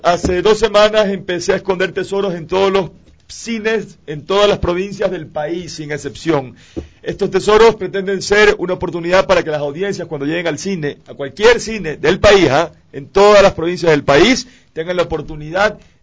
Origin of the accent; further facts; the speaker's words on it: Ecuador; siendo todos ecuatorianos, tenemos que unirnos